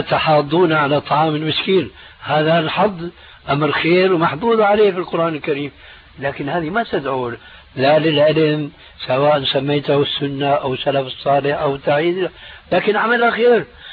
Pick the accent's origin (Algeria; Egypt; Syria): Syria; يقولون عندنا في سوريا عزيز بدون قيام